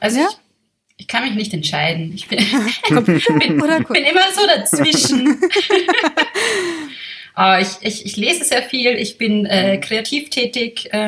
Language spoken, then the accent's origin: German; Vienna, Austria; Okay, also ich bin Wienerin. Ich bin von hier.